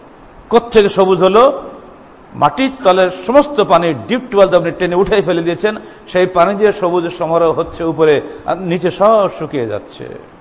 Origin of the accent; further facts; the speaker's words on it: Bangladesh; যুগ যুগ ধরে আমরা আবহমান কাল ধরে আমরা বাঙালি